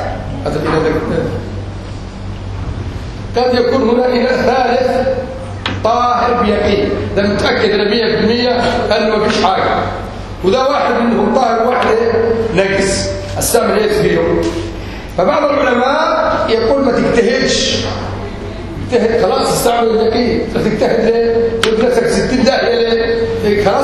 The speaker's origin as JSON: {"language": "Arabic", "country": "Yemen", "accent": "Yemeni", "said": "أنا دائما أتكلم باللهجة اليمنية غالبا تغلب علي اللهجة اليمنية"}